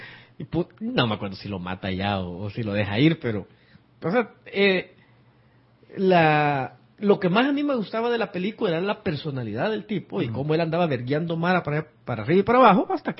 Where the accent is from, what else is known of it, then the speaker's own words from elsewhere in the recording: Acajutla, Sonsonate, El Salvador; mi infancia, yo la viví en Acajutla, que es una ciudad fuera de San Salvador, olvidada por el mundo